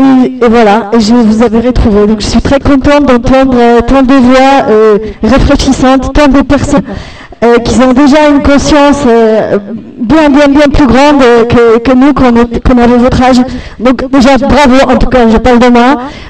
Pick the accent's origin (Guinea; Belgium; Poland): Poland; French is a second language; now in France; je suis polonaise, j'ai vécu un petit peu ce qu'on est en train de vivre en Pologne